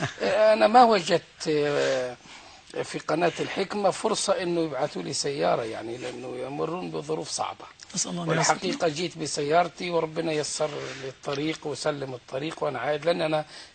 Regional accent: Egypt; من أجل يبقى إحنا أمور داخلية بيننا كمصريين

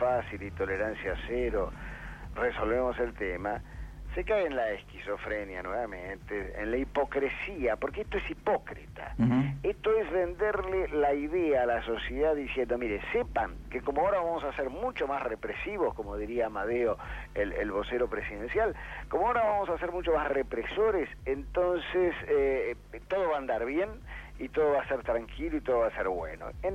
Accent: Argentina; yo decía que en mi país está prolijamente eludido el debate del porqué de la violencia externa, la del que agrede al otro, porque ese debate definiría quiénes son todos los responsables mayores de una Argentina

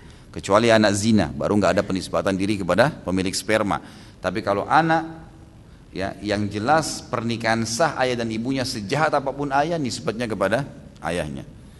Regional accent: Makassar, South Sulawesi, Indonesia; born there; kalau saya waktu itu lahir di kota Makassar tentunya

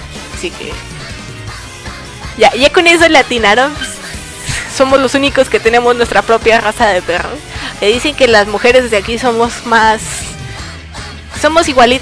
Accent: Mexico; Soy mexicana, pero es lo único que les voy a decir.

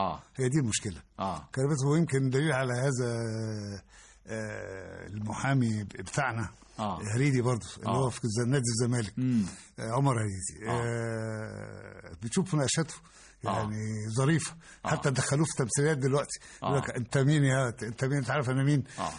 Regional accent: Alexandria, Alexandria Governorate, Egypt; also born or lived in Sahel Selim, Asyut; الإسكندرية كنشأة، إنما أنا أساسا من أسيوط، ساحل سليم.

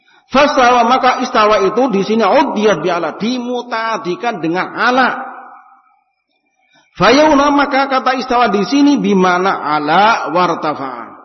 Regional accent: Java, Indonesia; Ini bahasa Arab dulu, Pak. Kita orang Jawa sih.

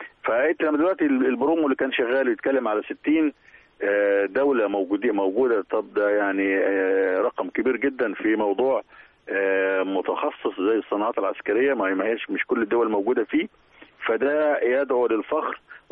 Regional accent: Egypt; وبينا متابعين يعني كمصريين

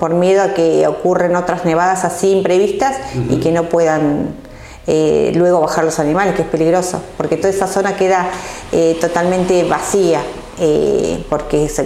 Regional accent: Cañuelas, Buenos Aires Province, Argentina; Somos cuatro de Cañuelas, ¿sí? Daniel Silva, Alicia Bonini y Sandra Balfre.

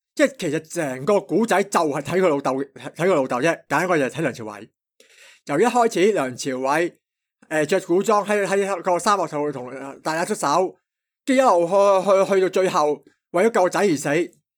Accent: Hong Kong; 我哋香港人就成日，即系我哋亚洲人啦，

